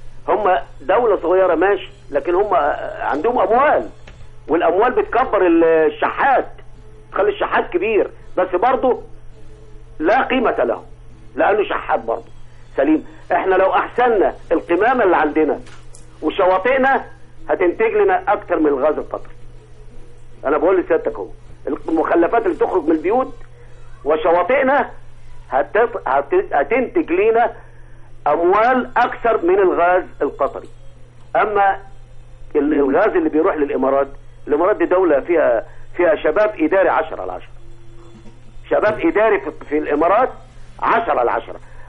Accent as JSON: {"language": "Arabic", "region": "Upper Egypt", "country": "Egypt", "said": "الدويلة الصغيرة دي اللي عدد سكانها ما يجيش نجعين ثلاثة عندنا في الصعيد هنا"}